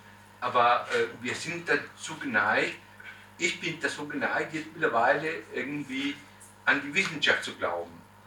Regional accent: Chile; born there; German is a second language; ich bin römisch-katholisch, ich bin Chilene geboren, in Chile geboren

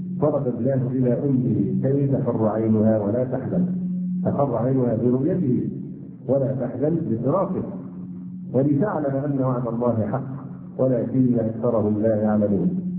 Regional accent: Egypt; يعني نحن كلمة مصري للغات الأجنبية حتى الآن

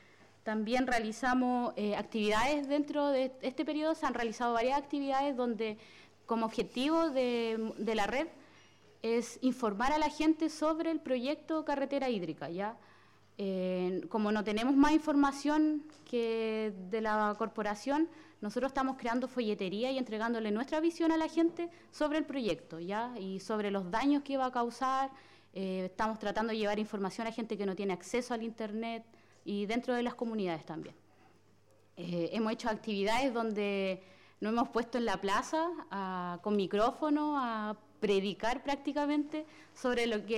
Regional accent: Malén Leubú, Biobío, Chile; Nosotras con … somos de Malén Leubú

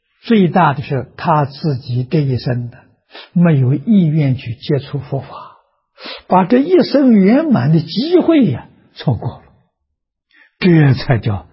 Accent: China; 我们中国人讲的道德啊，一丝毫没有违背性德啊

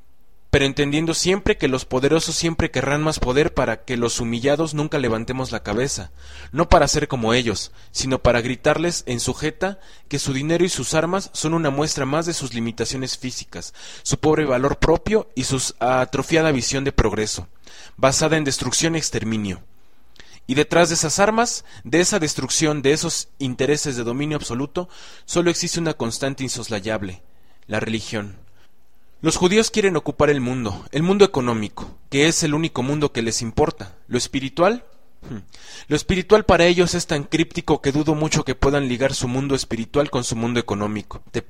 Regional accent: Mexico; Nosotros como mexicanos jamás llegaremos a entender al 100% el conflicto árabe-israelí, debido a que nuestra herencia no es ni árabe ni judía.

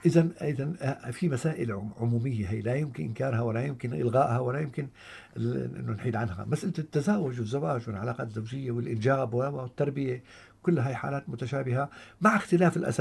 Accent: Syria; نحن ابناء سوريا

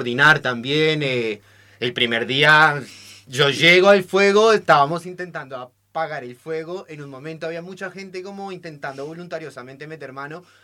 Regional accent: Colombia; now in Argentina; No soy de acá, soy de Colombia, entonces la situación de los incendios para mí es novedosa desde que vivo acá.

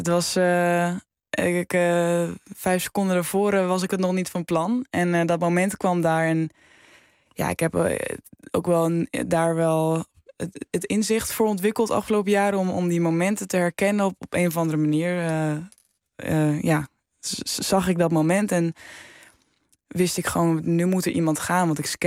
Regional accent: Netherlands; alle Nederlandse meiden, we hebben die van helemaal plat gereden al door de jaren heen.

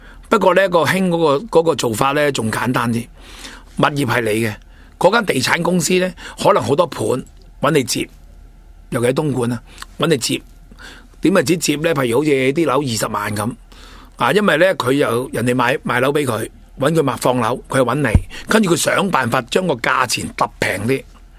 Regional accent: Hong Kong; 大陆好多咧，我哋香港人唔明白嘅操作，我哋唔知道

